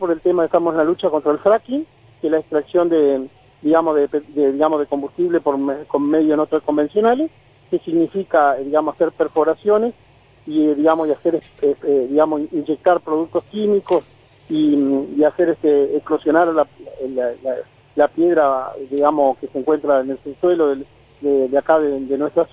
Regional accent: Concepción del Uruguay, Entre Ríos, Argentina; yo soy de Concepción del Uruguay, que está

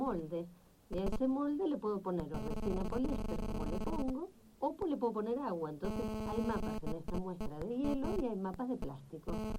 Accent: Argentina; Como argentina, como terráquea

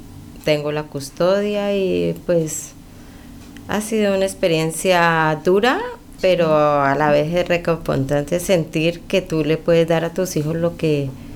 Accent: Cali, Valle del Cauca, Colombia; Yo soy de Cali, Colombia, sí. Una de las ciudades más lindas de nuestro país.

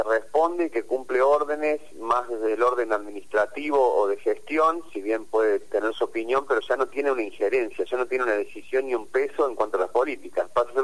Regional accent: Argentina; que nos enorgullece como argentinos

